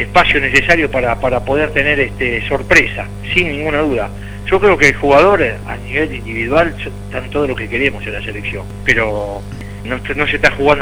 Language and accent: Spanish; Buenos Aires, Argentina; Yo, fíjate que me crié en Brance en 1737 y sigo viviendo a 7 cuadras de la cancha de Boca todavía.